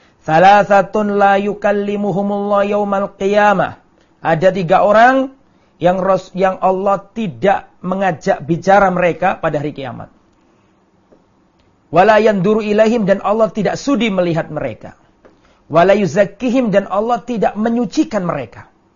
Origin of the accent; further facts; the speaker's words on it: Lamongan, East Java, Indonesia; saya kembali ke kampung, ke desa saya Lamongan misalnya